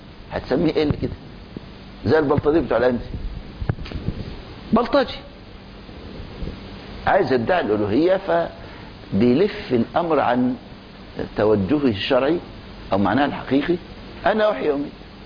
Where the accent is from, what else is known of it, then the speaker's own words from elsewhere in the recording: Egypt; طبعا دلوقتي دخل علينا مدخل تاني عندنا في مصر